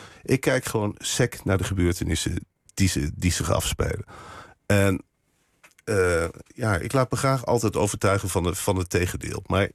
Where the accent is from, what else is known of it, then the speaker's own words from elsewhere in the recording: Arnhem, Gelderland, Netherlands; ik ben ook Arnhemmer, zo voel ik me. Ja. En ik zat in Arnhem op school. En we hadden vroeger tegenover het Vitesse stadion gewoond, mijn ouders.